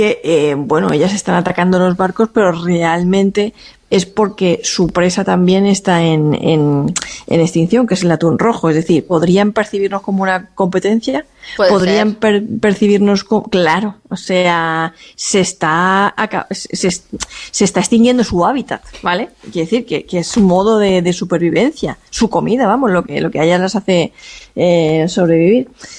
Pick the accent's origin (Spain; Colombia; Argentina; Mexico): Spain; Monforte; en mi pueblo, en Monforte, decir, hacemos romería, que cada uno tira para su tierra